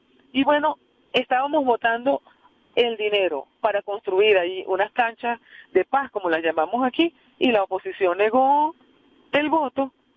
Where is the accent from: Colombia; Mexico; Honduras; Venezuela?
Venezuela; vamos a votar por un futuro que nos merecemos como venezolanos